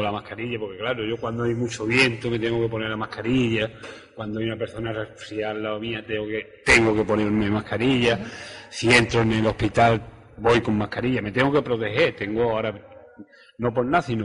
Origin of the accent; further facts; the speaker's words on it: Yaiza, Canary Islands, Spain; Otra cosa que quiero llamar a la sociedad de mi pueblo, de mi municipio, de Yaiza